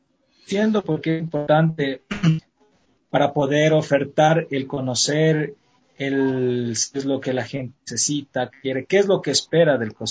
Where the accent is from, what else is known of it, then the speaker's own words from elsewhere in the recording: Quito, Pichincha, Ecuador; yo soy quiteño, tengo 31 años. Mis papás son, mi papá es de aquí de Quito y mi mamá es propia de Azogues.